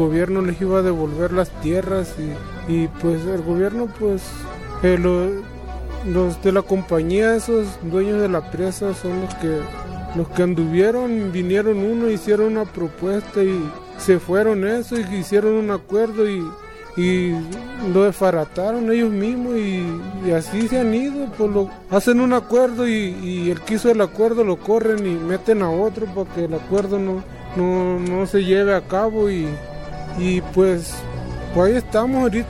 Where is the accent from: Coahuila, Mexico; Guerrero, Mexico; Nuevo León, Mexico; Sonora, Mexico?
Sonora, Mexico; Álamos; Soy guarijío de Sonora, del municipio de Álamo. Ahí pues somos cuatro comunidades o cinco comunidades somos